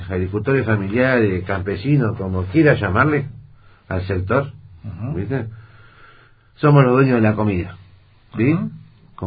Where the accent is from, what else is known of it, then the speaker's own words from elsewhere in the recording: Viedma, Río Negro, Argentina; yo soy nacido y criado en Viedma, ¿sí? Vengo de generaciones y generaciones de viedmenses en mi familia. Y sinceramente hay veces que no me siento viedmense.